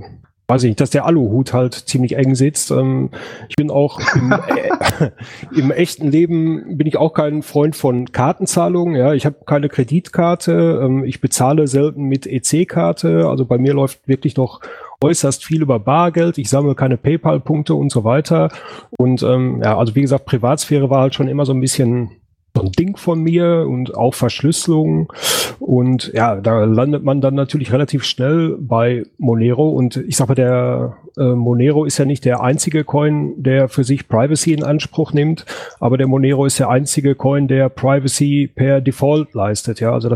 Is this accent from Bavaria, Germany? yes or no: no; North Rhine-Westphalia, Germany; ich komme aus dem Ruhrgebiet, bin der Älteste hier mit 39 Jahren.